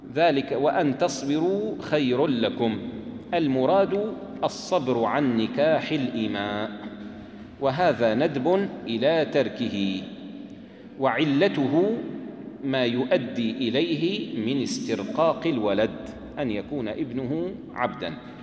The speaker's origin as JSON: {"language": "Arabic", "country": "Syria", "said": "عندنا في الشام يستعملون كلمة بروح فيها"}